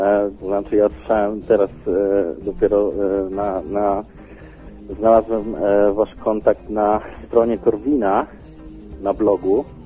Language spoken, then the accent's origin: Polish; Lublin, Lublin Voivodeship, Poland; pochodzę, prawda, z Lublina